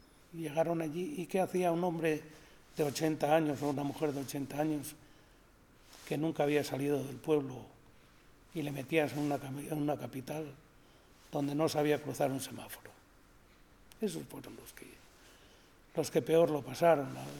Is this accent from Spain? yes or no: yes; Vegamián, Castile and León, Spain; Soy de Begamien.